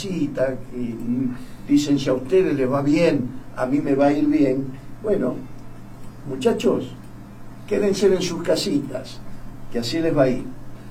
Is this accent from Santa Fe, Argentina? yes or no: yes; Rosario, Santa Fe, Argentina; Ah, son de Rosario, yo también soy rosarino.